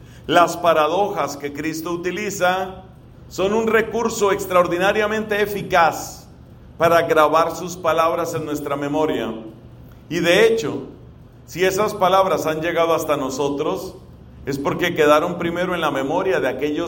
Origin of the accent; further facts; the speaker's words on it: Colombia; que yo la he oído muchas veces en mi país. Tal vez usted la haya escuchado también aquí.